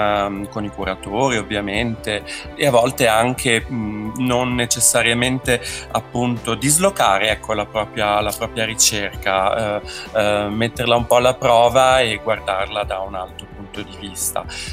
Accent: Veneto, Italy; now in Milan, Italy; No, io sono veneto, però ho studiato filosofia a Pavia, quindi diciamo vivo a Milano veramente da moltissimi anni.

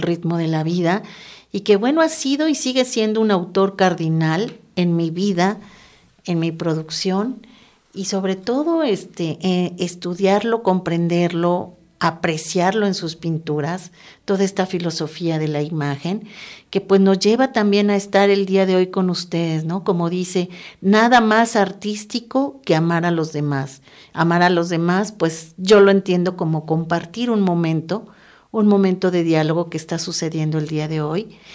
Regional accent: Mexico City, Mexico; moved away as an adult; Nací y viví 48 años en la Ciudad de México.

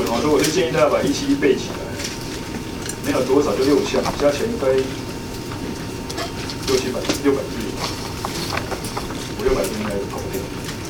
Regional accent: Taiwan; 这个在我台湾人的心中我无法理解。

